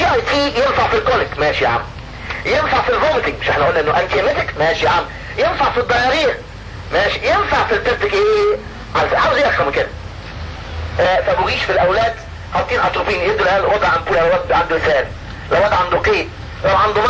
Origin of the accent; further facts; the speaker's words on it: Egypt; عندنا في مصر في السوق المصري